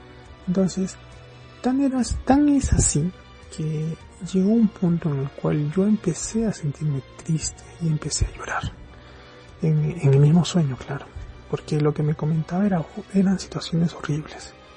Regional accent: Arequipa, Peru; sí, nuevamente, soy del país de Perú, del departamento de Arequipa

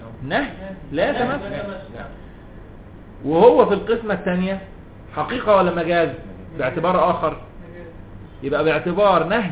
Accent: Cairo, Cairo Governorate, Egypt; اسكندراني برضه جدي الله يرحمه لكن انا قاهري مولد ولد منشا

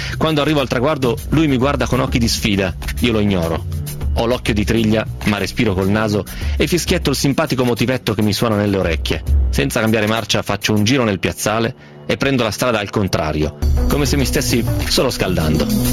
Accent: Novara, Piedmont, Italy; sai che i novaresi come me sono piemontesi un po' spuri, nel senso che non è proprio Piemonte vero

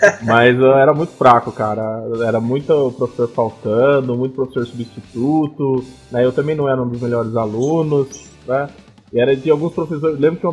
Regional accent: Bauru, São Paulo, Brazil; Sou natural de Bauru, interior de São Paulo, né?

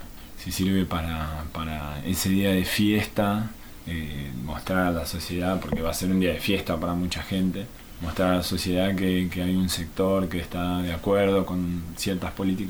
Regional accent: Brazil; es difícil hablar porque yo en realidad soy brasilero, pero bueno, me siento muy argentino también

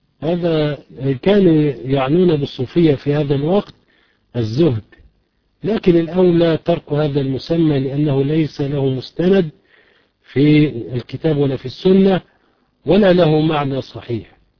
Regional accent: Egypt; وهي في الغالب عندنا في مصر تحتوي على الشرك

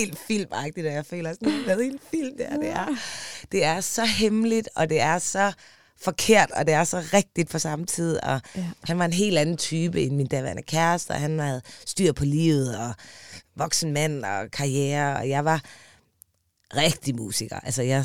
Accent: Aarhus, Central Denmark Region, Denmark; moved away as an adult; jeg er fra Aarhus. Og har ligesom haft hele mit ungdomsliv i Aarhus, og beslutter mig så for, som 20-årig, at jeg vil til København.

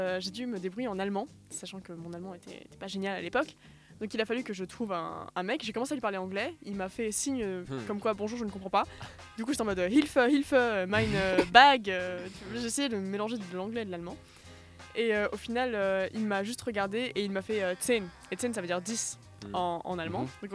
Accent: Czechia; Effectivement, mon pays d'origine. C'est un petit pays qui n'est plus accroché à la Slovaquie

